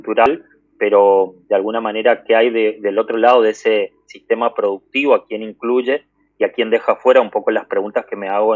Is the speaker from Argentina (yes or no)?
yes; Corrientes, Argentina; born there; Yo nací en Corrientes